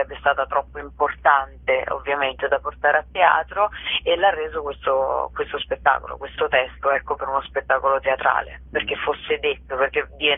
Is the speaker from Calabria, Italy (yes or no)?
no; Rome, Lazio, Italy; io sono romana